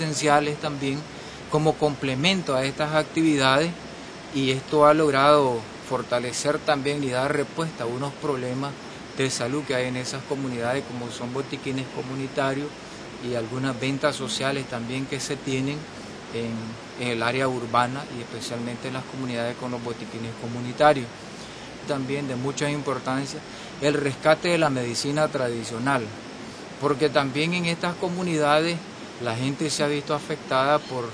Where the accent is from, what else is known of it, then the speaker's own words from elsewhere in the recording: Nicaragua; soy nicaragüense.